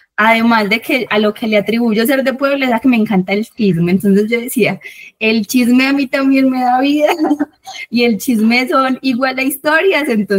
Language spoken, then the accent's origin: Spanish; Don Matías, Antioquia, Colombia; yo vengo de Don Matías, que es el norte, y estas mujeres son del oriente